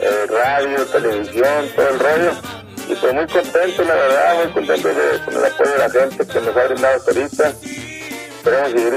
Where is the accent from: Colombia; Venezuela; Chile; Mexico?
Mexico; Sonora; born there; nace precisamente ahí en el pueblo de Ofreta, Sonora.